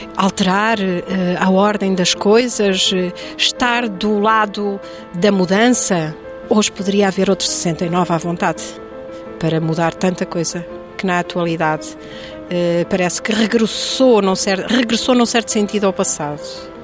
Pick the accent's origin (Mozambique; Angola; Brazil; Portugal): Portugal; Santa Clara-a-Nova, Alentejo; born there; Eu nasci na Santa Clara à Nova.